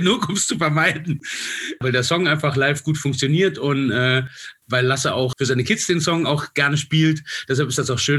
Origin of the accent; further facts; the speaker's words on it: Saarland, Germany; Ich bin ja aus dem Saarland